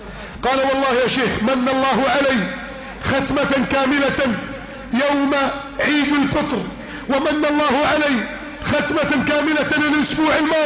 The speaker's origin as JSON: {"language": "Arabic", "country": "Egypt", "said": "اللهم اجعل بلدنا مصر امنا امانا"}